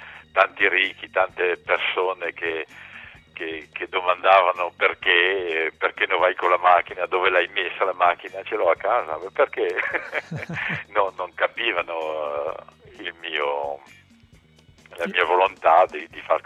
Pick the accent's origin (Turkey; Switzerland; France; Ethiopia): France; Io mi sento con la doppia identità, perché di cultura sono francese, ma come vi dicevo prima, le mie radici sono italiane